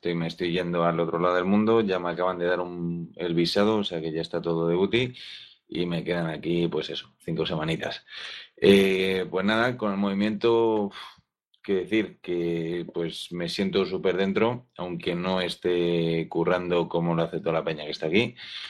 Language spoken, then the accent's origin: Spanish; Madrid, Community of Madrid, Spain; Bueno, yo soy de Madrid.